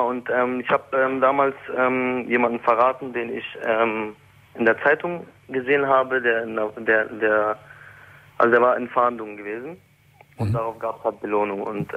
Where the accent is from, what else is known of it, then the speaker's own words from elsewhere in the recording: Berlin, Germany; ich komme aus Berlin